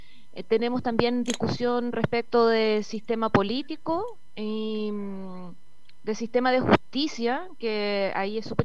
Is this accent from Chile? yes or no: yes; Chile; Entonces, como chilenos y chilenas, por lo que hemos estado luchando es por ello